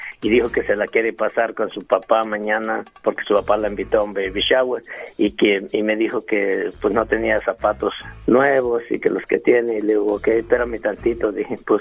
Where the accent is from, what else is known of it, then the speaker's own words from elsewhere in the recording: Ciudad Altamirano, Guerrero, Mexico; Soy de Ciudad Altamirano.